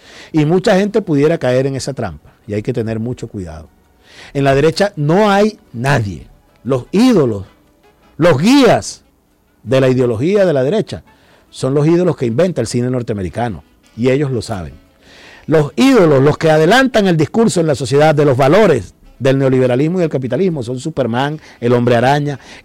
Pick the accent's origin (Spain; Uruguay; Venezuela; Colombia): Venezuela; la fuerza poderosa, verdadera, auténtica que tenemos como venezolanos